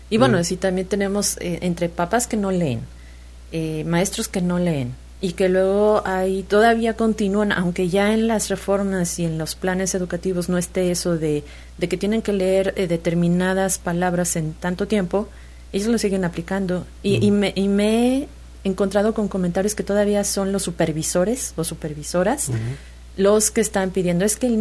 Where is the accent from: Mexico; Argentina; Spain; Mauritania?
Mexico; como sociedad, como mexicanos, no nos preocupamos por el otro.